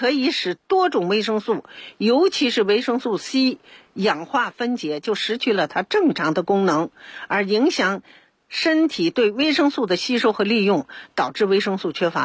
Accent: Beijing, China; 咱们北京人

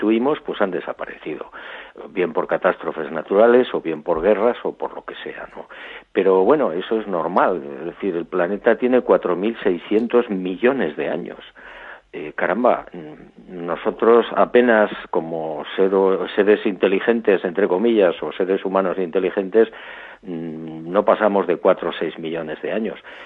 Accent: Barbate, Andalusia, Spain; ya estoy planteando seriamente la posibilidad de regresar a mi pueblo, a Barbate, a mi playa

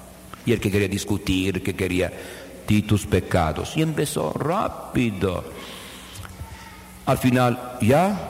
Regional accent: Conversano, Apulia, Italy; Yo soy de Conversano Bari, en Foggia, la provincia cercana.

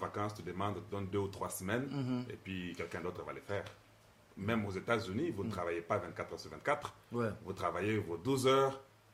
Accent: DR Congo; now in United States; si je meurs en Amérique ou bien chez nous au Congo, il faut que mes enfants aient une référence.

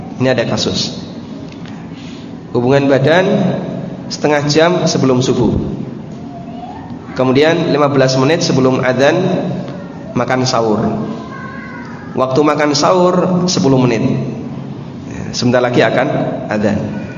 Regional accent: Lamongan, East Java, Indonesia; born there; Di Lamongan, tempat kelahiran saya, tidak ada tradisi sebelum Ramadan padusan, tidak ada.

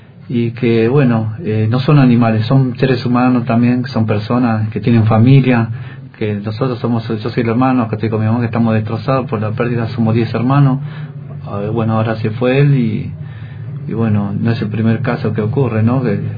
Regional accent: Buenos Aires, Argentina; also born or lived in Jujuy; Nosotros somos de Buenos Aires, somos nacidos en Jujuy, pero estamos viviendo en Buenos Aires, estamos viviendo ahora, más precisamente en Bajo Flores, en la mediación de la Villa 1114.

